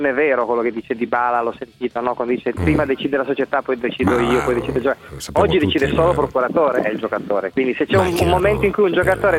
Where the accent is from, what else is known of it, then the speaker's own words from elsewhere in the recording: Turin, Piedmont, Italy; sono torinese, ma non juventino.